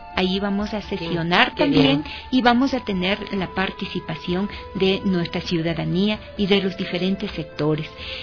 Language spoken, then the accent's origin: Spanish; Quito, Pichincha, Ecuador; Yo soy de Quito, Ecuador.